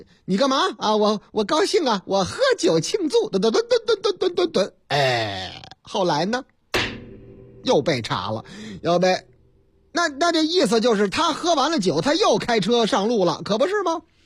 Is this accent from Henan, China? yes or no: yes; Henan, China; 在我老家河南那个地方